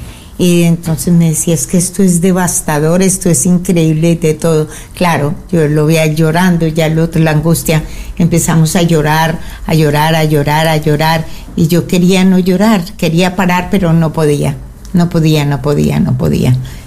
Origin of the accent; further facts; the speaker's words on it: Colombia; como buena colombiana que soy